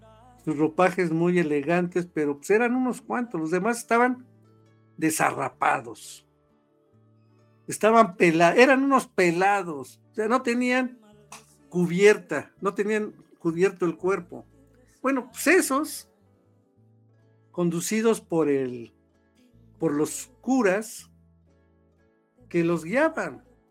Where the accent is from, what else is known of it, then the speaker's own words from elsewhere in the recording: Mexico; nos permite explicar por qué somos los mexicanos como somos, ¿no?